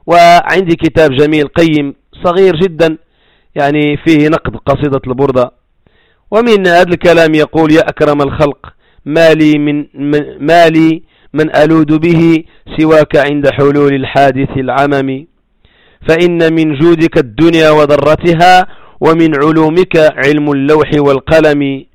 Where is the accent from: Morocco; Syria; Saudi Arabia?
Morocco; خصوصا في الثمانينات والسبعينات عندنا في المغرب